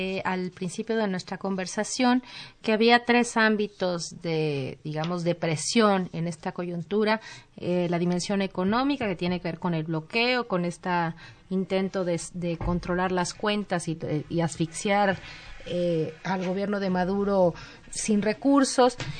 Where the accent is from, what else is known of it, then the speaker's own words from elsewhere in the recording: Mexico; como ciudadanos mexicanos, como ciudadanos latinoamericanos, lo que sucede en Venezuela nos tiene que importar?